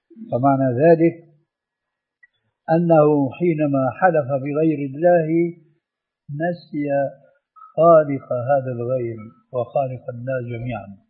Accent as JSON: {"language": "Arabic", "country": "Syria", "said": "أنا أعرف هذا في سوريا، ولعل أخواننا المصريين يعرفون مثل هذا أو أكثر. عندنا في سوريا"}